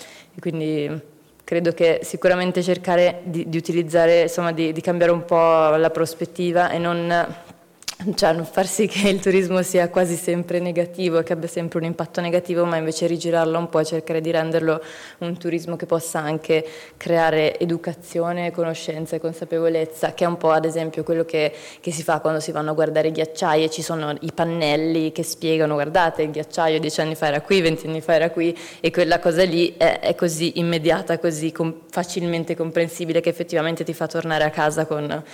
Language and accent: Italian; Abruzzo, Italy; anche io da abruzzese